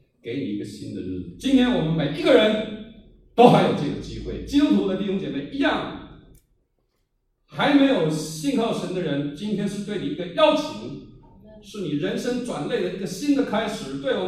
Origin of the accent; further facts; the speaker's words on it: Taiwan; 我从台湾来，我都不知道台湾海到哪里